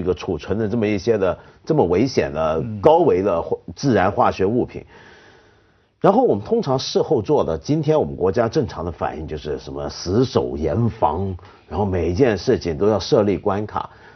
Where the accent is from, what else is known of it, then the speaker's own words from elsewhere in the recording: China; 我说的是我们中国人直到今天都还没有发展出现代复杂文明、复杂社会所需要的相应的文明素质